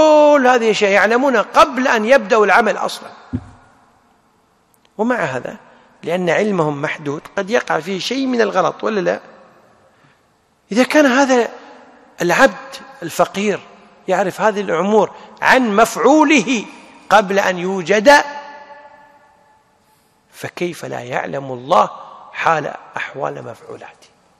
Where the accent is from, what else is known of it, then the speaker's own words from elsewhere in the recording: Kuwait; عندنا في الكويت اسمها وزارة التخطيط.